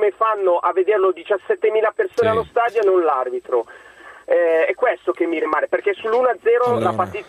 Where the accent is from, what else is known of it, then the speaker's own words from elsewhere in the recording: Como, Lombardy, Italy; Sì, sono di Como, ma tifo Novara.